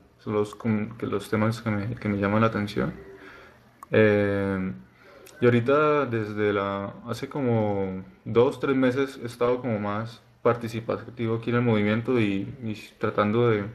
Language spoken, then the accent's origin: Spanish; Bucaramanga, Santander, Colombia; soy de Bucaramanga.